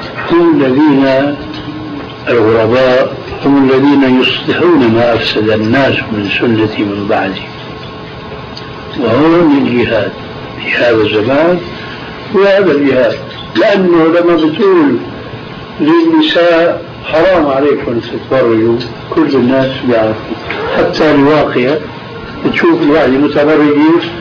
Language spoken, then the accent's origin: Arabic; Aleppo, Aleppo Governorate, Syria; يعني عندنا في حلب في قبر